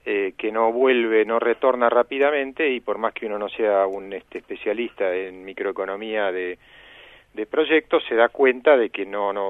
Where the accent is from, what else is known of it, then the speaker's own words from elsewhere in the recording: Rosario, Santa Fe, Argentina; born there; Yo pescaba pacú cuando era chico, porque soy nacido en Rosario.